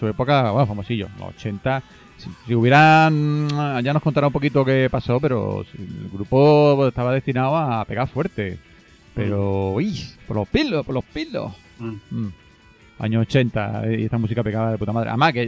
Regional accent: Málaga, Andalusia, Spain; Todos que son de Málaga, somos de Málaga, claro, sabemos estas cositas.

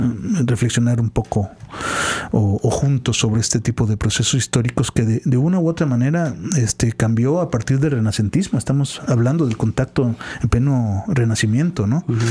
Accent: Mexico; nuestra idiosincrasia, nuestra identidad, uh-huh, como mexicanos.

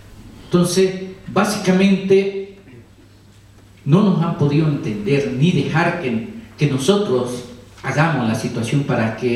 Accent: Bolivia; Cuando hablan Chacobo, que es de mi pueblo, están diciendo que manejamos el bosque.

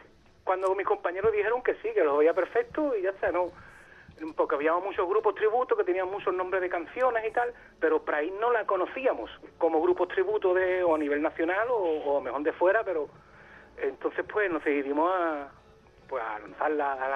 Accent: Puerto Real, Andalusia, Spain; nosotros somos de Puerto Real, de Cádiz.

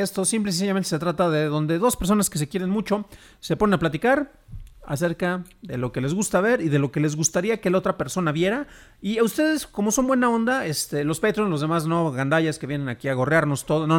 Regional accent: San Juan de los Lagos, Jalisco, Mexico; fíjate que en mi pueblo, y yo hablo no despectivamente, en mi tierra, en San Juan de los Lagos, en mi pueblo, no hay cine.

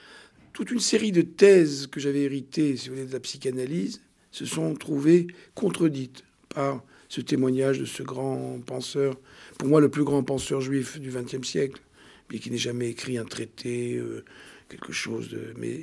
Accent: Tunisia; born there; me réconcilier avec mon pays natal, la Tunisie, que j'aime beaucoup et où je vais fréquemment.

